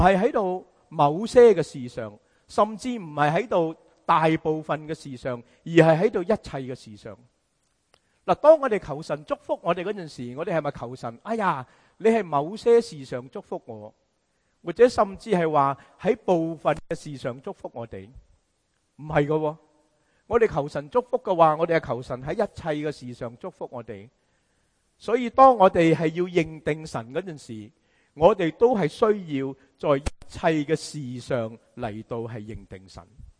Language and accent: Cantonese; China; 我们中国人说靠山靠山